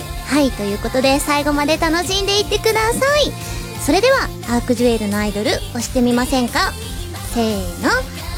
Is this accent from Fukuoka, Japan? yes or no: no; Hyogo, Japan; 兵庫県出身です。